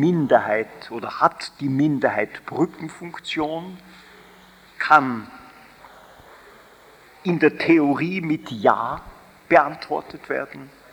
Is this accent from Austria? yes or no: yes; Austria; Als Österreicher darf ich auf eine hochinteressante Arbeit eines Wiener Statistikers Wilhelm Weber verweisen